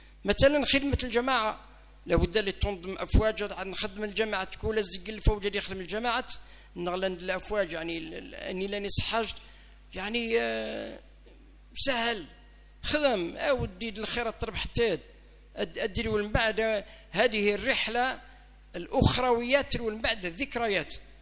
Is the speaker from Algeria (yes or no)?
yes; Algeria; بلادنا الجزائر ربي يحفظ الجزائر من شرقها إلى غربها ومن شمالها إلى جنوبها